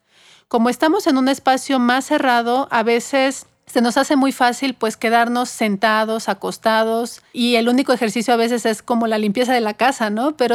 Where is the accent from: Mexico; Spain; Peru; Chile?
Mexico; Creo que tenemos una gran ventaja como mexicanos de tener aquí en territorio mexicano a la tortilla